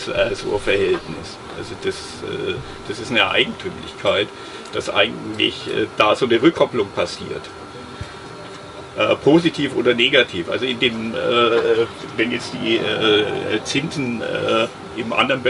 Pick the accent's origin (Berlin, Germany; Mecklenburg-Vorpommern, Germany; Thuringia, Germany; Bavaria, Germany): Bavaria, Germany; In der bayerischen Provinz, da wo ich herkomme, ist der Quadratmeterpreis für 21 Euro.